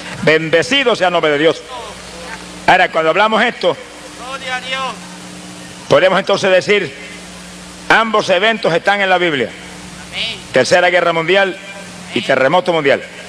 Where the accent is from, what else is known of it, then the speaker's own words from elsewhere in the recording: Camuy, Puerto Rico; y en mi pueblo de Camuy, allá en Puerto Rico, se oía por todo el pueblo la celebración del año nuevo que llegaba.